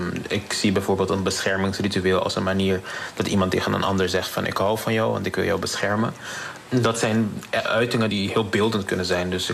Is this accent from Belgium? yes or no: no; Curaçao; born there; Zelf ben ik op Curaçao geboren, dus dat is een van mijn grootste inspiratiebron.